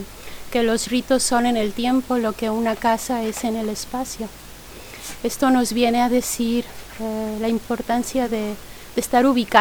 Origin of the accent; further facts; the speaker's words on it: Mexico; a mí me gustaría decir que vengo de México y en México nosotros celebramos con fiesta.